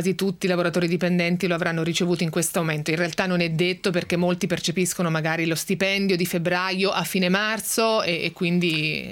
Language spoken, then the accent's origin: Italian; Spain; now in Italy; sono spagnola, sono residente in Italia